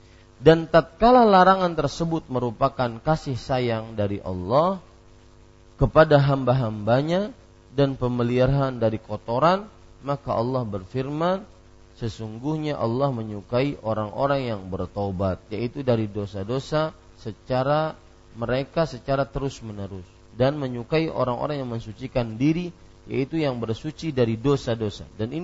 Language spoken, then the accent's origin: Indonesian; Banjarmasin, South Kalimantan, Indonesia; saya orang Banjarmasin yang tidak lama tinggal di Banjarmasin, akhirnya tidak tahu banyak tentang bahasa Banjar.